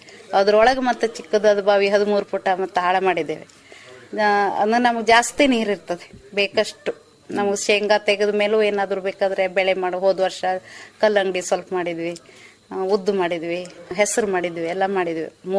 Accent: Bole, Karnataka, India; moved away as an adult; ನಾವ್ ಮೊದ್ಲು ಅಲ್ಲಿ ಬೋಳೆದಲ್ಲಿ ಇದ್ವಿ, ಮೂಲತಃ ನಾವು ಅಲ್ಲಿ. ನಾವು ಮದ್ವೆ ಆದ ಮಗು ಆದ್ಮೇಲೆ ಇಲ್ಲಿ ಬಂದು ಉಳ್ಕೊಂಡಿದ್ವಿ.

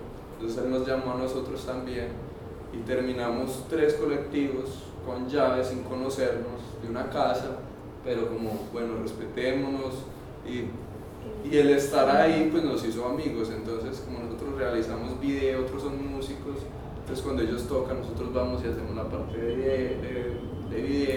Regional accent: Antioquia, Colombia; Yo soy de Belén y pues realmente en Belén no he encontrado

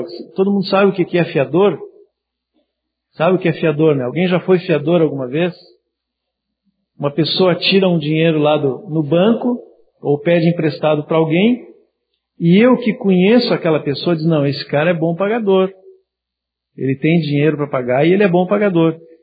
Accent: Santana do Livramento, Rio Grande do Sul, Brazil; Eu vim de Santana do Livramento.

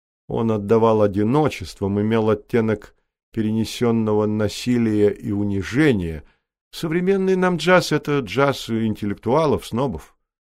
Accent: United States; Я вырос в Америке и с раннего детства очень любил джаз. То были 40-е годы

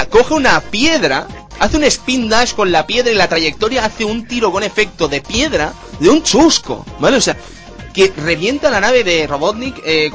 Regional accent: Catalonia, Spain; Ojo, soy catalán, ¿vale?

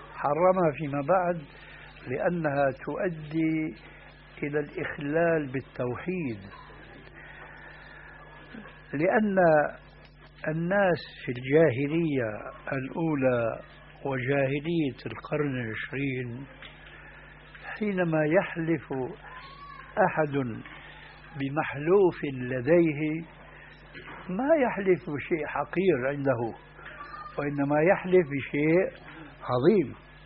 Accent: Syria; وهذا موجود في بعض البلاد، أنا أعرف هذا في سوريا

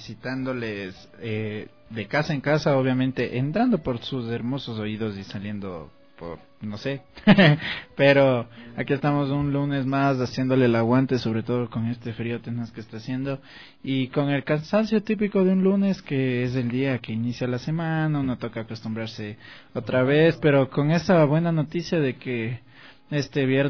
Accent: Quito, Pichincha, Ecuador; somos quiteños y quiteños vamos a morir.

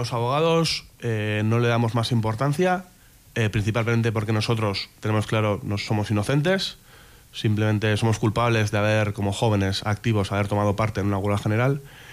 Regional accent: Bilbao, Basque Country, Spain; tres compañeros de mi pueblo, de Deusto

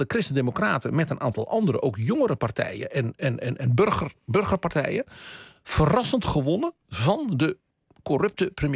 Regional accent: Netherlands; Omdat wij dus misschien als Nederlanders in Europa een beetje eenkennig zijn

